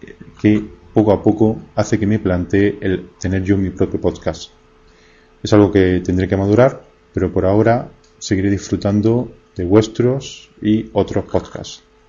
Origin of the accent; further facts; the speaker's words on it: Granada, Andalusia, Spain; de Granada y quiero mandaros un cordial saludo